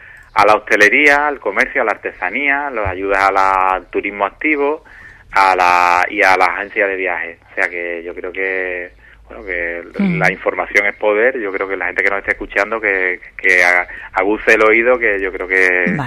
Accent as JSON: {"language": "Spanish", "town": "Villamartín", "region": "Andalusia", "country": "Spain", "said": "No todos los pueblos de Andalucía, yo por ejemplo soy de Villamartín"}